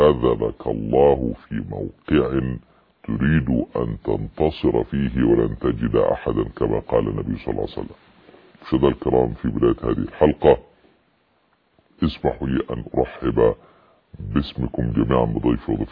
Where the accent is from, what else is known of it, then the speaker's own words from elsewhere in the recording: Egypt; يعني عندنا في مصر لو قلت الكلام ده يضربون بالنعال